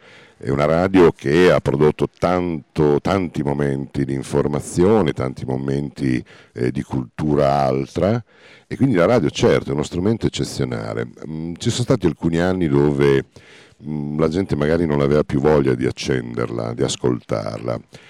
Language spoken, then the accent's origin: Italian; Bologna, Emilia-Romagna, Italy; Sì, sono uno dei pochi indigeni sopravvissuti. No, lo dico scherzosamente perché in realtà, insomma, però sì, sono bolognese.